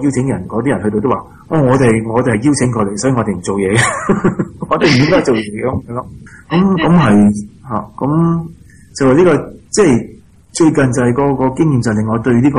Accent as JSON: {"language": "Cantonese", "country": "Australia", "said": "但系都系我哋澳洲人本地，我哋澳洲嘅损失嚟噶嘛，都系我哋付咗条债啊嘛"}